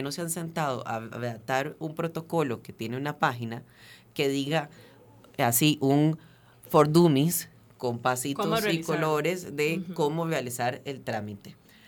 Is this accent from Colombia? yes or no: no; Venezuela; now in Costa Rica; yo soy venezolano, soy extranjero, tengo 5 años de vivir en Costa Rica